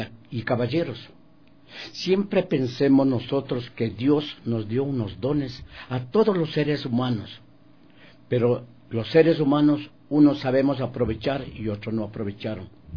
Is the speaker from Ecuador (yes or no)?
yes; Ecuador; este programa que me orgullece como ecuatoriano